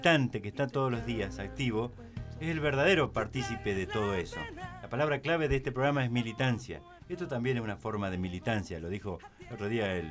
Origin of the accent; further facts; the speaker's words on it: Pigüé, Buenos Aires Province, Argentina; Son arraigos así de pueblo, que uno no se lo saca nunca encima, donde ha nacido. Yo soy de Pigüé y...